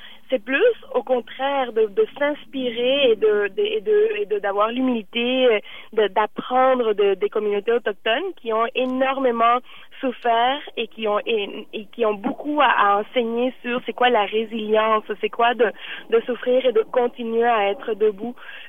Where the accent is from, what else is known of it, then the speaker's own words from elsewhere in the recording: Montreal, Quebec, Canada; les gens qui avaient proposé Montréal comme prochain lieu du Forum social mondial, ben, on est tous de Montréal